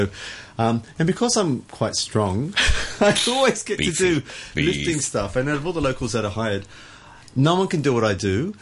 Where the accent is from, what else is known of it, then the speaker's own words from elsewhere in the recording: Australia; You can tell I'm from Australia. We pronounce things phonetically.